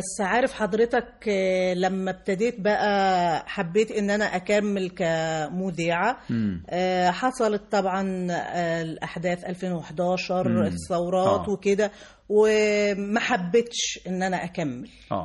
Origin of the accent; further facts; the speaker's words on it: North West, Tunisia; أنا من الشمال الغربي.